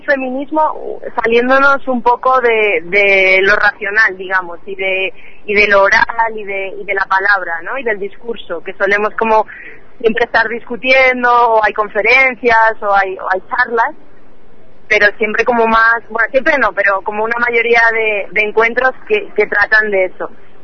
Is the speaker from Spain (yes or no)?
yes; Spain; moved away as an adult; now in Colombia; yo soy del Estado español y vivo en Colombia desde hace 2 años.